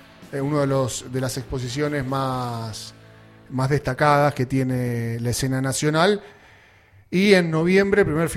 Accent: Buenos Aires, Argentina; para nosotros que somos de aquí de Zona

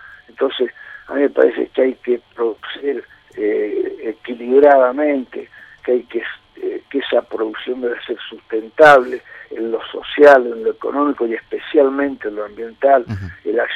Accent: Argentina; con mucha racionalidad, como somos los argentinos y cómo hemos venido construyendo lo que se ha construido en este país

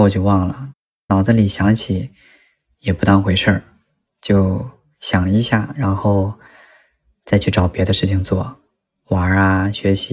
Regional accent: Northeast China, China; 我是一个来自就是东三省一座小城市，应该是三线城市的吧，那种老师家的孩子

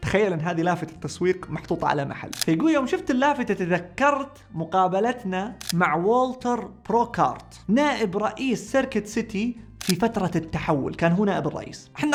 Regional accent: Saudi Arabia; اللي عندنا في السعودية

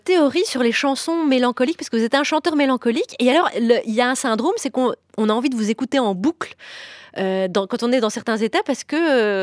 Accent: Belgium; plus qu'en Belgique, par exemple. Parce que nous, on est belges.

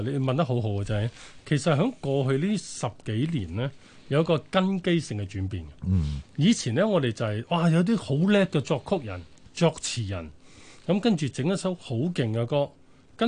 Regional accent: China; 但係我中國人咧就偏向就超保守啦

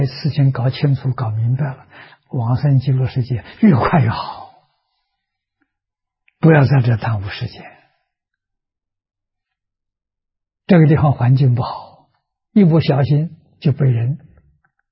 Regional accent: China; 我们中国人叫昙花啊

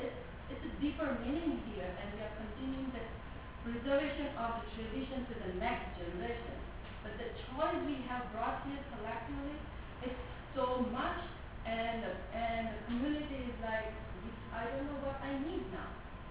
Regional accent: India; I'm from India.

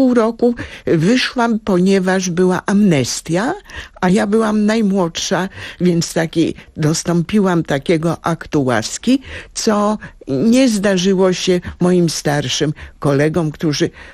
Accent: Międzyrzec Podlaski, Lublin Voivodeship, Poland; now in Warsaw, Poland; Pochodzimy z tego samego miasta, Międzyrzec Podlaski, a teraz jesteśmy obydwie obywatelkami honorowymi Międzyrzeca, a teraz też mieszkamy niedaleko siebie. Ja w Międzylesiu, ona w Otwocku

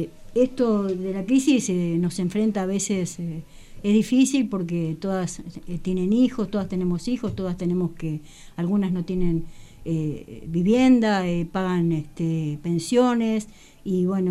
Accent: La Plata, Buenos Aires Province, Argentina; soy de La Plata

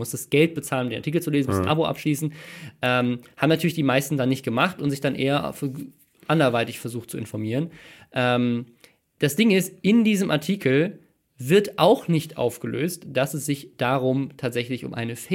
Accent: Mannheim, Baden-Württemberg, Germany; born there; Und zwar in meiner Geburtsstadt in Mannheim.

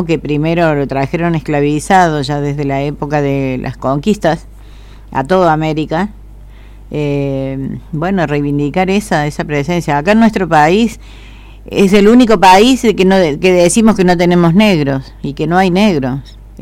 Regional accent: Argentina; hubo como una especie de plan de blanqueamiento de nuestra argentinidad

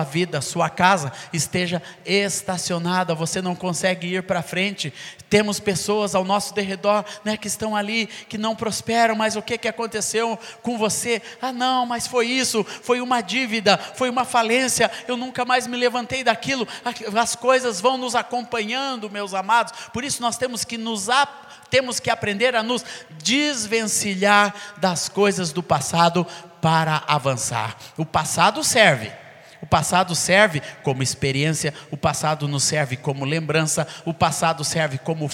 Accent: Coronel Fabriciano, Minas Gerais, Brazil; born there; eu sou mineiro porque meu pai trouxe minha mãe grávida para ter um filho mineiro, e eu fui esse abençoado, né, que nasci nessa terra aqui, lá em Coronel Fabriciano, e depois todos meus irmãos nasceram no sul

